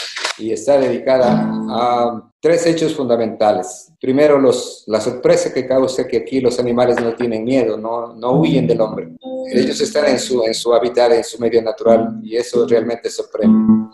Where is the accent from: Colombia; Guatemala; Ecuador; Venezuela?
Ecuador; San Gabriel, Carchi; now in Galápagos, Ecuador; Comencé en San Gabriel, mi tierra natal.